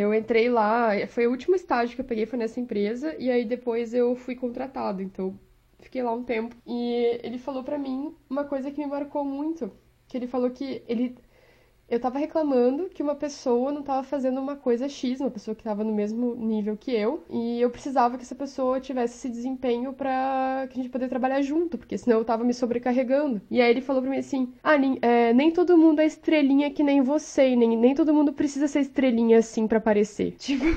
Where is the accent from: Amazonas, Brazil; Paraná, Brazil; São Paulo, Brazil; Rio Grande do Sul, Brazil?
Rio Grande do Sul, Brazil; Porto Alegre; eu sou de Porto Alegre, então era inverno quando tiraram a foto